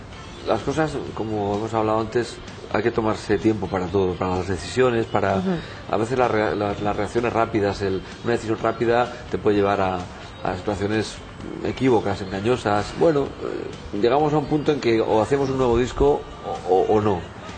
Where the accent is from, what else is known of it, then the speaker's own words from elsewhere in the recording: Barcelona, Catalonia, Spain; Yo qué sé, si yo soy de la Barceloneta.